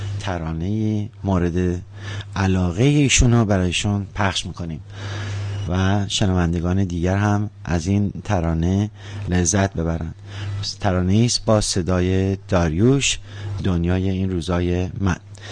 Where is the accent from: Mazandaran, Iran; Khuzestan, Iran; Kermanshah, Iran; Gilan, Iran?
Mazandaran, Iran; born there; ایشون و بنده در یک شهر در استان مازندران متولد شدیم